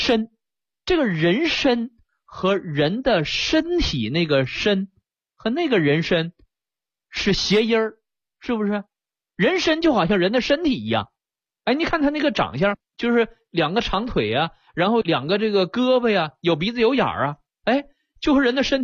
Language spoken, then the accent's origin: Chinese; Northeast China, China; 在我们东北话当中，尤其吉林的这个地方话当中啊